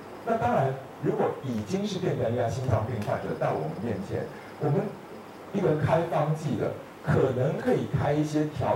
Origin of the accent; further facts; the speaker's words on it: Taiwan; 就像我们台湾这边